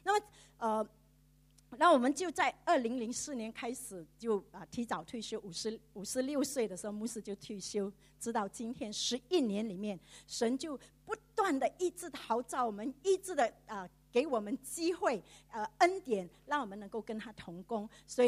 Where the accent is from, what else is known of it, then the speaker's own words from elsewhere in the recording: Singapore; 我自己本身呢是长老会在新加坡长大的